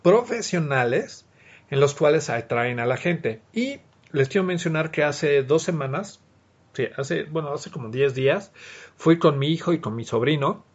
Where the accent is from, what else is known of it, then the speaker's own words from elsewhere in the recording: Mexico; los jugadores son muy, muy ad hoc a lo que somos los mexicanos